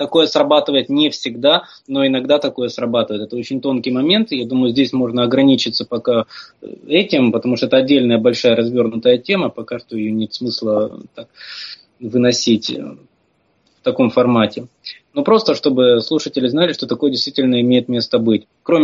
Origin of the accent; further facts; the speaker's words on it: Ukraine; Я как украинец, украинская территориальная разновидность русских